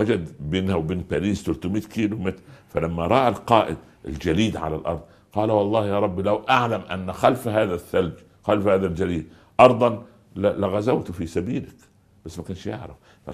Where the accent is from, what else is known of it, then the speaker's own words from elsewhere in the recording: Upper Egypt, Egypt; والله أنا أقول لك طرفة عجيبة حصلت عندنا في الصعيد. في قرية جنبنا